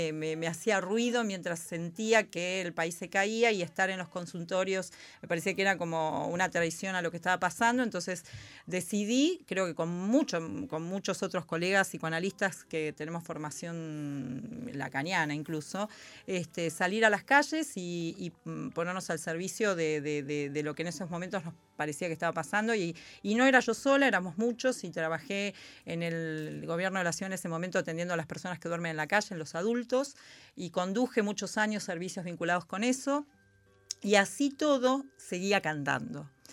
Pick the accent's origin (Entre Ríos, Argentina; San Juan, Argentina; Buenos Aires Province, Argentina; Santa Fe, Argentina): Buenos Aires Province, Argentina; Avellaneda; Me crié en Avellaneda, frente a un terraplén, en Crucecita, en la curva de Crucecita, mirando los trenes pasar